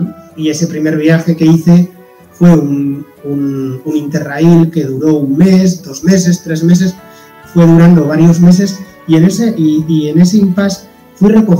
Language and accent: Spanish; Basque Country, Spain; recorrer los senderos de mi tierra, del País Vasco